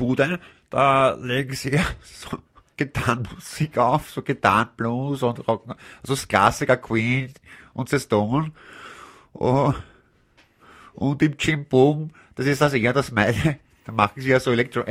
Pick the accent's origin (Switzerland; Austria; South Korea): Austria; Leoben, Styria; Nein, ich bin ja aus Leoben.